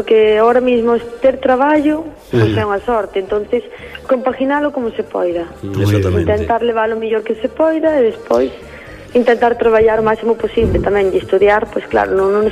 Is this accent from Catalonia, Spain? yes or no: no; Fonsagrada, Galicia, Spain; now in Lugo, Spain; ahora en Fonsagrada fai 4 anos que, bueno, que estou en Lugo, e vou ali os fines de semana e pouco máis